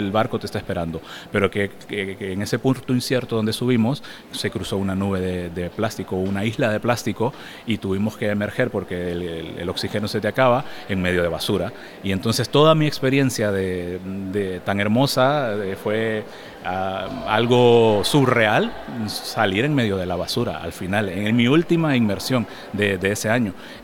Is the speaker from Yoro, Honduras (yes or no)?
no; Tela, Atlántida, Honduras; born there; also born or lived in San Pedro Sula; Yo nací en la costa norte de Honduras, yo nací a la orilla del mar prácticamente porque nací en Tela, que era uno de los primeros puertos de Honduras, y luego me mudé a una de las grandes ciudades, San Pedro Sula